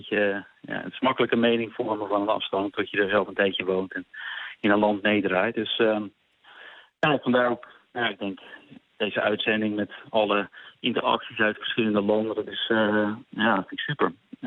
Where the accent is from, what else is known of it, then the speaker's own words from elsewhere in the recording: Netherlands; Ja, dat zou ik, ja. Als Nederlander zou ik het zeker doen.